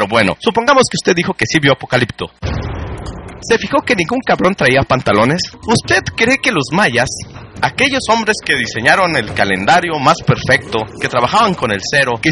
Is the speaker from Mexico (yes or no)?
yes; Mexico; a pesar de que soy mexicano y que me han inculcado a través de la escuela oficial que debo odiarlos